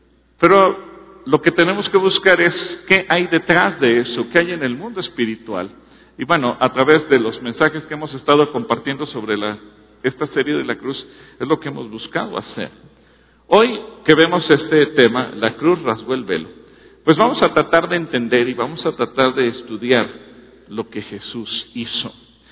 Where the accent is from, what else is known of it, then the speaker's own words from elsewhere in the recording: Mexico; Usted y yo, como buenos mexicanos y con una mentalidad occidental